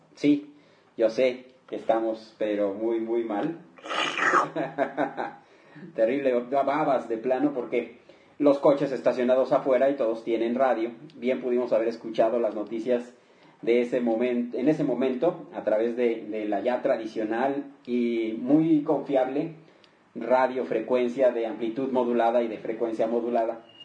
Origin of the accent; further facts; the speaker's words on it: Mexico; porque así somos los mexicanos, somos gente de muy buen humor